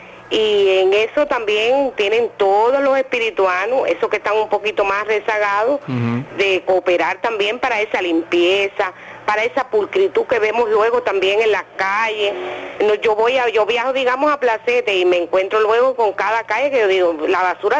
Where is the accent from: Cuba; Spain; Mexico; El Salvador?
Cuba; Villa Clara; now in Sancti Spíritus, Cuba; Yo soy de Villa Clara, lo que pasa es que hace 37 años tomé agua del Yayago y ya me considero una espirituana.